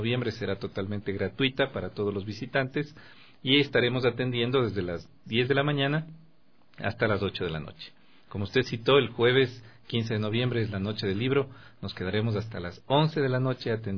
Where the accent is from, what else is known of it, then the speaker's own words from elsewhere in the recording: Ecuador; Soy ecuatoriano, sí.